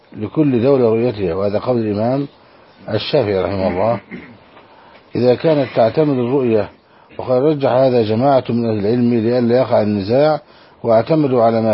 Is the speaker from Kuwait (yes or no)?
no; Saudi Arabia; عندنا في السعودية